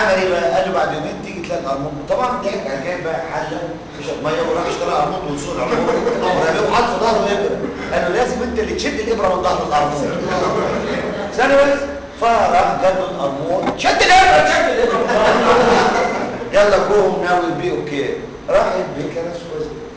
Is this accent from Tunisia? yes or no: no; Egypt; تعرفين لما نيجي احنا مصريين